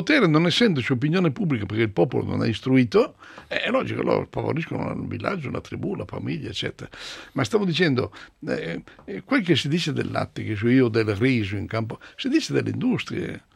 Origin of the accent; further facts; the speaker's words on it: Tronzano Vercellese, Piedmont, Italy; Io vengo dalla provincia di Vercelli.